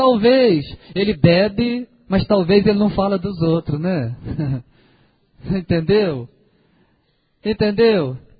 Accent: Minas Gerais, Brazil; Nós, como mineiro, né, a gente sempre fala trem, né? Para nós tudo é trem, né?

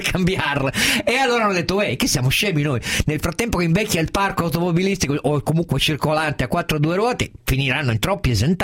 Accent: Piedmont, Italy; lo dico anche da piemontese

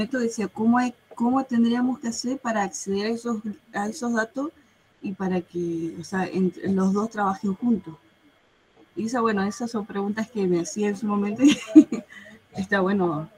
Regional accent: Gobernador Gregores, Santa Cruz, Argentina; Pero bueno, yo soy de Gobernador Gregores.

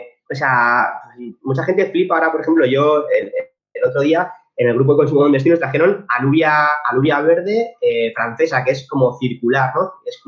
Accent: Community of Madrid, Spain; pero los que somos madrileños, pues sabemos lo que es la extrema derecha auténtica

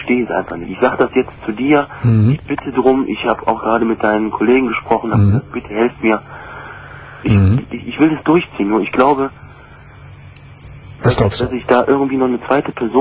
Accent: Düsseldorf, North Rhine-Westphalia, Germany; Ich komme aus Düsseldorf

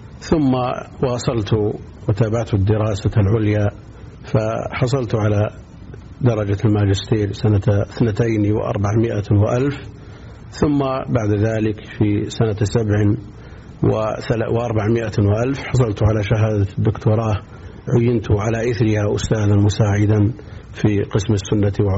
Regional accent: Buraydah, Al-Qassim, Saudi Arabia; born there; من مواليد بريدة سنة 74 و300 وألف.

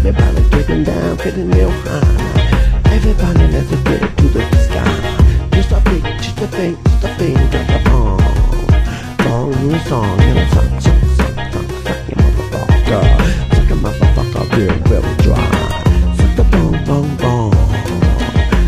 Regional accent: United Kingdom; This music's going out and I'm a Brit and I'm calling it all wrong.

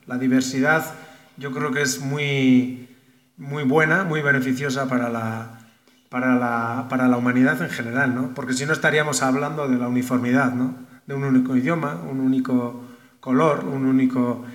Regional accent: Basque Country, Spain; now in San Juan Chamula, Mexico; y, bueno, yo vengo del País Vasco. Y pues nada, llevo aquí ya algo más de un año entre los chiapanecos, entre en San Cristóbal y aquí en este momento en San Juan Chambó

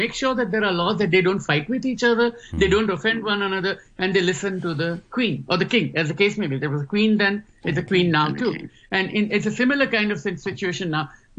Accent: Gujarat, India; first language Gujarati; English is a second language; No, but I'm writing a book about Gujaratis. Now, that's my mother tongue.

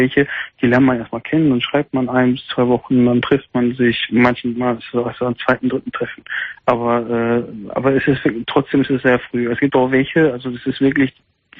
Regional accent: Gelsenkirchen, North Rhine-Westphalia, Germany; ich komme eigentlich aus Gelsenkirchen, aber ich bin heute mal in Gladbach

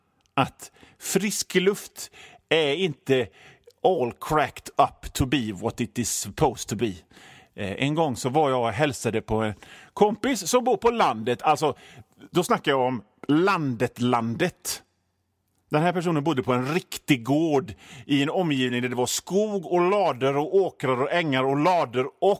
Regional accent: Hönö, Västra Götaland County, Sweden; now in Gothenburg, Sweden; Jag är ju från Hönö, så havet är ju liksom en del av mig, va.

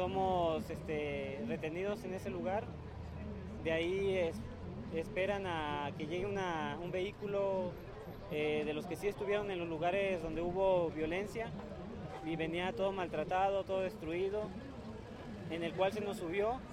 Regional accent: Veracruz, Mexico; Yo trabajo en Tabasco, soy del estado de Veracruz

